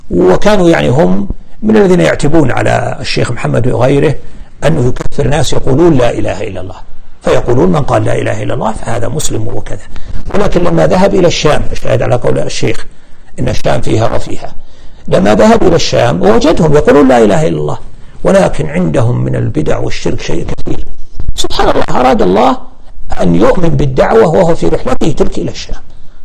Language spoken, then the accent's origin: Arabic; Al-Qassim, Saudi Arabia; عندنا في القصيم ما عندنا سادات ولا عندنا مقابر ولا عندنا قباب على القبور أبدا